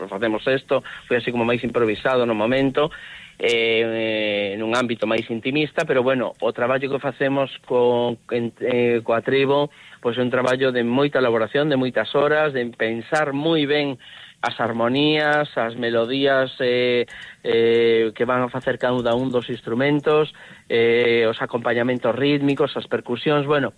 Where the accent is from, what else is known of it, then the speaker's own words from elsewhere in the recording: Pontevedra, Galicia, Spain; a pesar de estar tan próximos a Vigo, que eu son de Pontevedra, pero estamos nada, a menos de media hora de Vigo